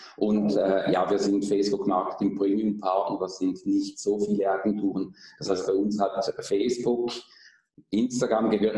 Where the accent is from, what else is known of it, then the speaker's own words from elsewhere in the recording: Switzerland; ich komme aus der Schweiz